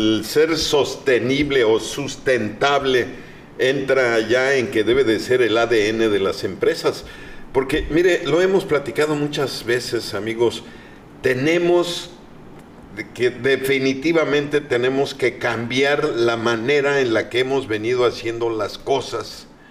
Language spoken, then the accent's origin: Spanish; Mexico; Pues a festejar la mexicanidad, como de que no somos orgullosamente mexicanos y tenemos mucho, mucho que festejar.